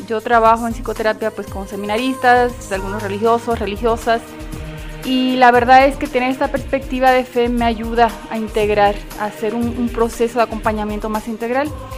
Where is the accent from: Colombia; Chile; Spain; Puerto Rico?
Puerto Rico; now in Mexico City, Mexico; Vengo de Puerto Rico, pero hace ya 22 años que vivo aquí en Ciudad de México.